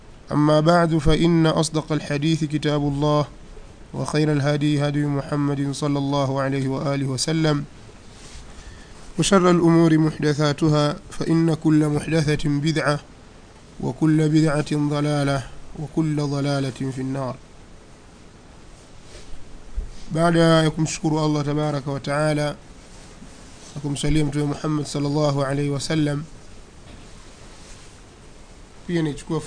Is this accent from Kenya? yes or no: no; Tanga, Tanga Region, Tanzania; natokea Tanga.